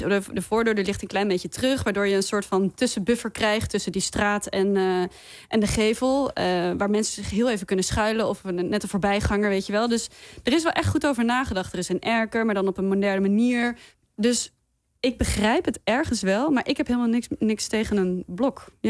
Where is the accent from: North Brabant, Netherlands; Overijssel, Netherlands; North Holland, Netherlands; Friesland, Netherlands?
North Brabant, Netherlands; Breda; Ik kom uit Breda.